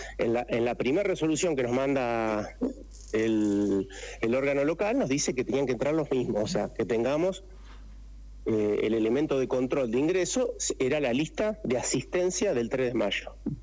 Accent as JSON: {"language": "Spanish", "region": "Santa Fe", "country": "Argentina", "tie": "born or raised there", "moved": "yes", "lives_now": "Merlo, Argentina", "said": "Yo vengo desde Santa Fe, hace 13 años que estoy en Merlo. En Santa Fe fue la cuna del cooperativismo. Me crié y me eduqué dentro de lo que es la acción cooperativa."}